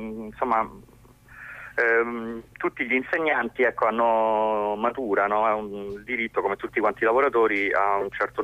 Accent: Rome, Lazio, Italy; io sono di Roma

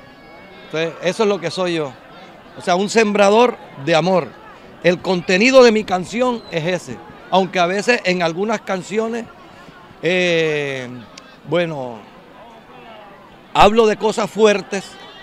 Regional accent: Colombia; todo lo que tenemos nosotros como colombianos

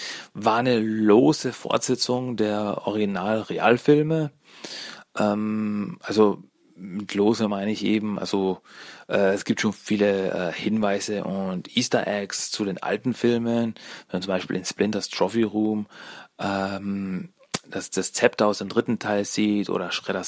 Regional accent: Austria; Premiere in Österreich war am 4.04.2007, bei der ich dabei war damals. Ja, die war damals wirklich in meiner Heimatstadt

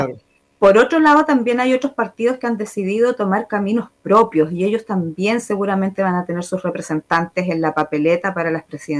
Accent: Chile; Como buenos chilenos, todo a última hora

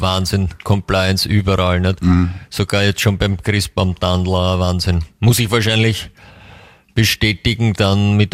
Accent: United States; first language English; German is a second language; Ja, er sagt so Muttersprache. Ja, der kommt auch aus Amerika. Also so. Beide Eltern.

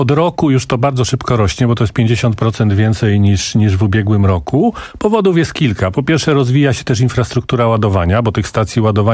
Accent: Kielce, Świętokrzyskie Voivodeship, Poland; jestem z Kielc, ze Świętokrzyskiego

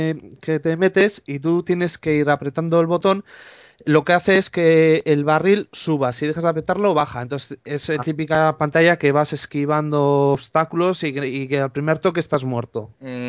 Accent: Portugalete, Basque Country, Spain; yo soy del País Vasco, de Portugalete, que está cerca de Bilbao. Tengo 30 años, este año hago 31, vamos, del 80 más o menos.

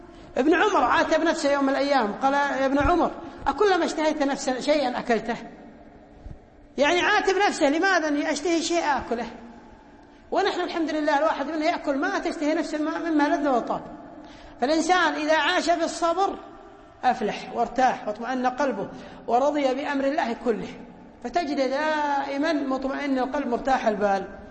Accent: Kuwait; كان معتمد بريطاني عندنا في الكويت

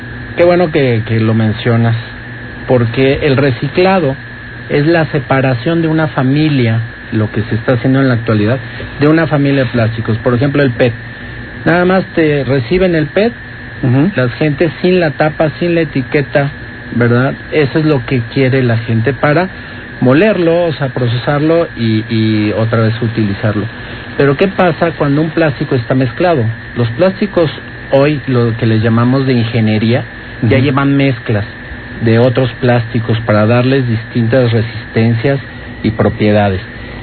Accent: Mexico; como mexicanos decíamos, no hombre, los chinos, ¿cuándo van a subir?

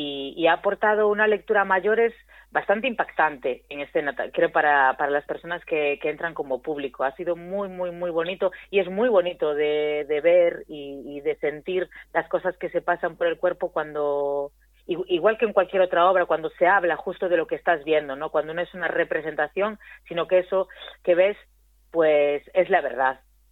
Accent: Rianxo, Galicia, Spain; Y después en mi pueblo, en Rianxo, yo hice una obra también

